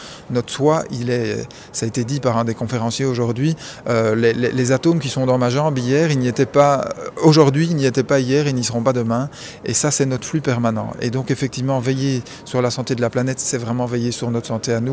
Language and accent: French; Belgium; je suis belge en plus